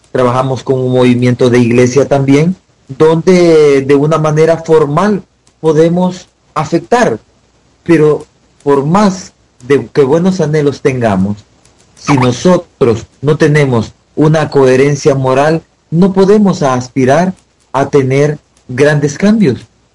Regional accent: El Salvador; uno, siendo salvadoreño, teniendo una gran visión de América Latina

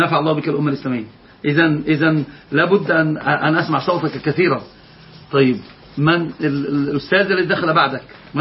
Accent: Egypt; وضبط عندنا في مصر ضبط ثالث.

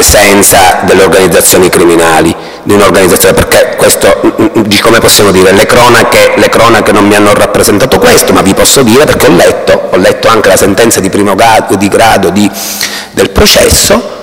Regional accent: Palermo, Sicily, Italy; se le cronache le seguo io che sono da Palermo, di ciò che accade dalle vostre parti

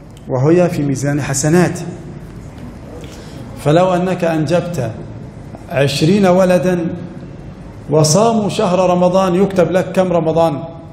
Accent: Egypt; قد يكون عدد المحافظة عندنا في مصر مثلا 5 ملايين

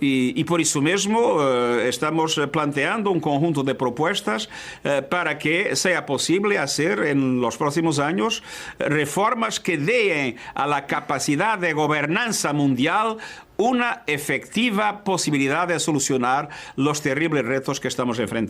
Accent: Portugal; Spanish is a second language; En mi país, Portugal, 80% de las personas están vacunadas.

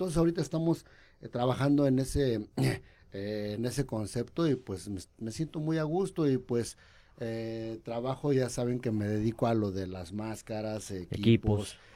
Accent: Naucalpan, State of Mexico, Mexico; now in Querétaro, Mexico; Yo vivo en Querétaro, sí. Ya tengo 18 años viviendo en Querétaro. Yo nací en Querétaro, pero de muy chavito me fui a vivir al distrito, al estado de México.

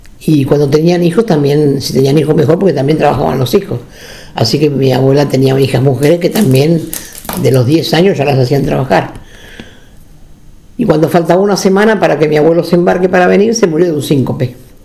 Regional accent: Ensenada, Buenos Aires Province, Argentina; Yo nací en El Dique, pertenece a Ensenada, una localidad muy pequeña, de trabajadores casi todos de la fábrica de sombreros, una fábrica muy grande.

